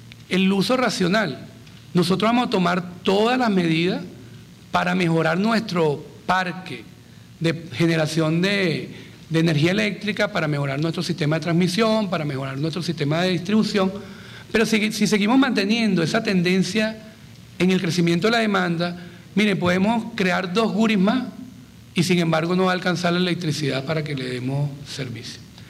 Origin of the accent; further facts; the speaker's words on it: Venezuela; yo como venezolano me niego a que los estemos importando.